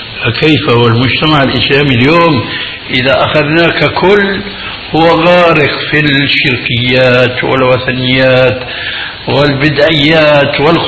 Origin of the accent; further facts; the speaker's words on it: Syria; نحن نعرف عندنا في الشام في ضلالة نجد أثرا منها في هذه البلاد أيضا